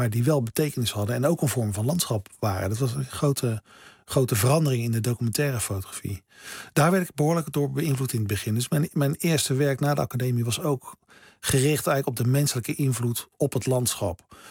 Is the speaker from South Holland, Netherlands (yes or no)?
yes; Delft, South Holland, Netherlands; Ik kwam uit Delft.